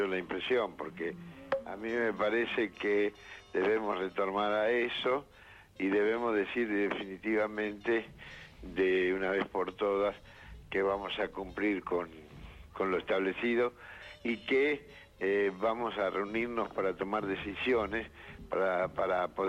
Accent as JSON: {"language": "Spanish", "country": "Argentina", "said": "Yo soy argentino y solamente pienso en el presente"}